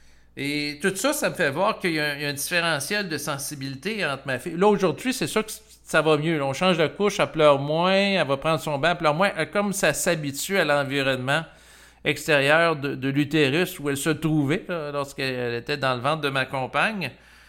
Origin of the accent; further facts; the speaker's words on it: Quebec, Canada; born there; Moi, je suis né au Québec, qui est un lieu où la température peut être très froide l'hiver.